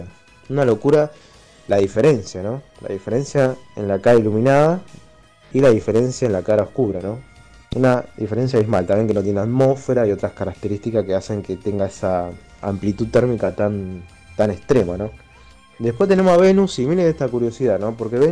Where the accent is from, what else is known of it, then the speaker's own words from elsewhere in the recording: Rosario, Santa Fe, Argentina; de Rosario y continuamos con la cadena de astronomía